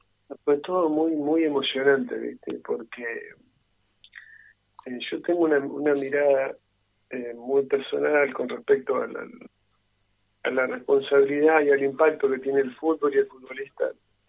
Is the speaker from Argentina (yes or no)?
yes; Santa Fe, Argentina; yo soy de Santa Fe y soy del club